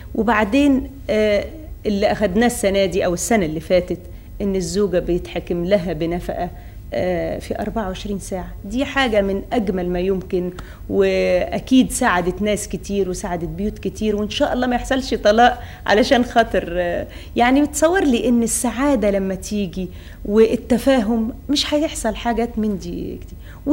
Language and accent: Arabic; Egypt; دي إحنا عندنا في مصر ما فيش أبداً تفرقة بين المرأة والرجل